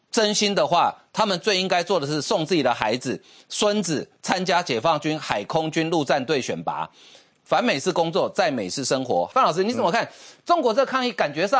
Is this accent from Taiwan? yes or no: yes; Taiwan; 我们是台湾来，我们当然叫他台湾总统啊